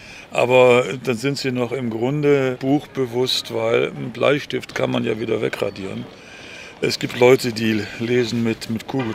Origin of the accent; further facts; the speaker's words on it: Germany; now in Netherlands; Wie Sie hören können, bin ich Deutscher und ich wohne wohl hier.